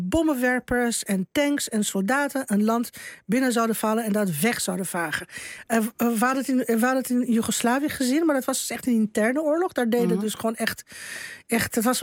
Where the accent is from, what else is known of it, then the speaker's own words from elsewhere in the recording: Bucharest, Romania; En je ziet voor je ogen speelt zich alles af wat je als kind in Boekarest gevreesd heeft.